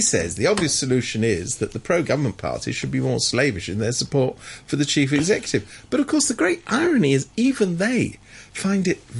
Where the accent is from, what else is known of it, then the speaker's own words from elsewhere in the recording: United Kingdom; moved away; Oh, incidentally, I'm a Brit, but I can't vote because I've been away for too long.